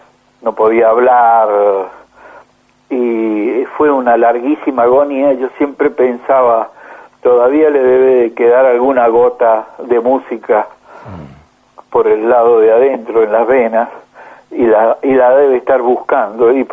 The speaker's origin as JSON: {"language": "Spanish", "country": "Argentina", "said": "como cualquier argentino que escuche tango"}